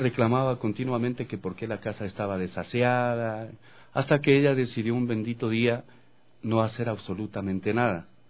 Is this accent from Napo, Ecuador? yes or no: no; Guaranda, Bolívar, Ecuador; born there; Yo nací en Guaranda, provincia